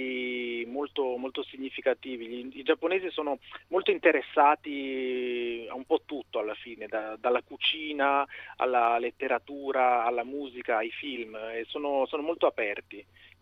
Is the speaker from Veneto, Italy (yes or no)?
no; Udine, Friuli-Venezia Giulia, Italy; moved away; io sono udinese, sono nato e cresciuto a Udine, anche se poi metà della mia famiglia viene dal sud, sono insomma un sangue misto.